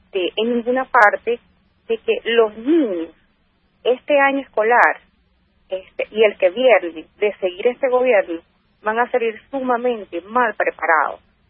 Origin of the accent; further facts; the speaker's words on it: Venezuela; Yo me siento sumamente preocupada, uh-huh, como ciudadana venezolana